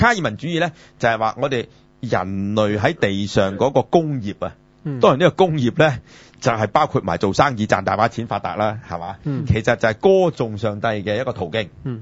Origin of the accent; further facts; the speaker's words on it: China; 所以我哋中国人係从来唔谈鬼神嘅